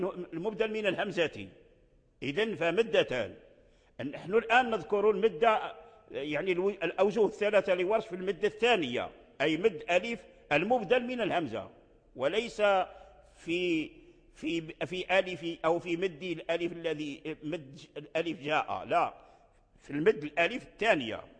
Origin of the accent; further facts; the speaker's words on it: Morocco; وهو الوجه الآن متداول عندنا في المغرب ونقرأ به في رواية ورش